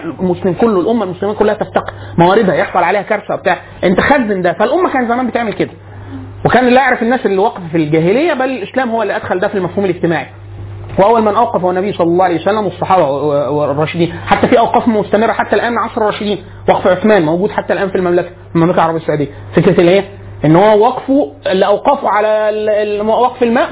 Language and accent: Arabic; Egypt; حالة من البذخ عندنا في مصر معانا فلوس كتير جدا